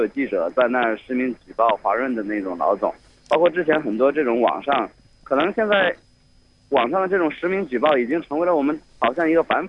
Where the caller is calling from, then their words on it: Changsha, Hunan, China; 我现在来自长沙。